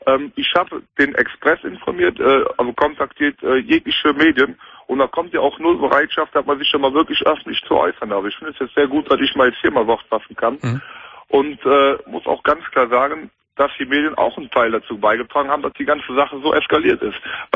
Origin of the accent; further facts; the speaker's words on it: Cologne, North Rhine-Westphalia, Germany; Ich bin Kölner durch und durch.